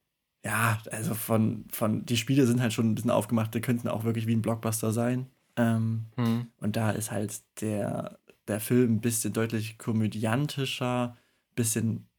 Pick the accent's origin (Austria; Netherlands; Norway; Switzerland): Norway; als Norweger habe ich auch lange ihn unterschätzt